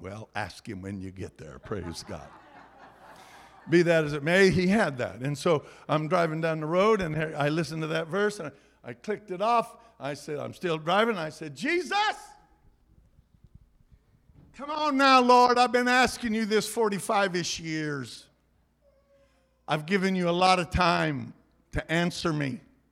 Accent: California, United States; I'm from California. We got people look like they came from Mars.

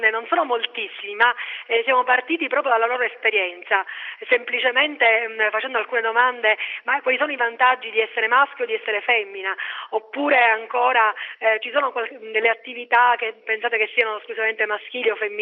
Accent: Castelvetrano, Sicily, Italy; io insegno in un liceo delle scienze umane nel mio paese, Castelvetrano

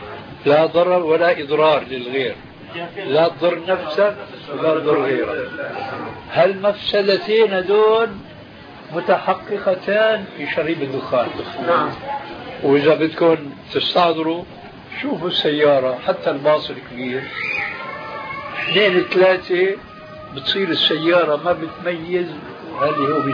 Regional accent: Syria; أحد العلماء الأذكياء عندنا في سوريا

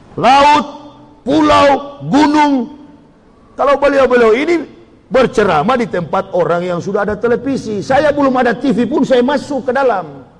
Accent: Manado, North Sulawesi, Indonesia; Bahkan Manado, kampung halaman saya, kebanyakan Muslim sekarang.

